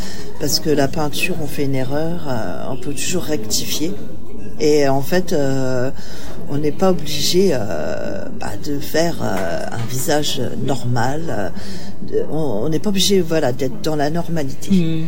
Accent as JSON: {"language": "French", "country": "Italy", "said": "J'ai des côtés méditerranéens, hein, je suis italienne."}